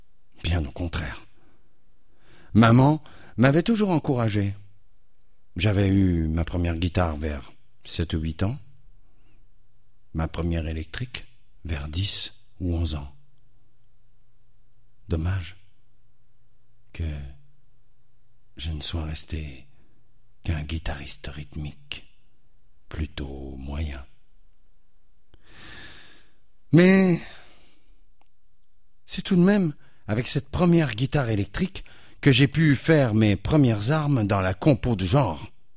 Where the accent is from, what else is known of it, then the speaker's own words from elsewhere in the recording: Quebec, Canada; Parce que moi aussi, je suis de la Rive-Sud.